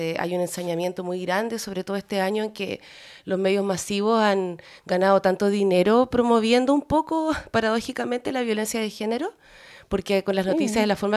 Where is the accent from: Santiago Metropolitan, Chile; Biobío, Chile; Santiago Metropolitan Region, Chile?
Biobío, Chile; Concepción; Sí, yo soy periodista, soy de Concepción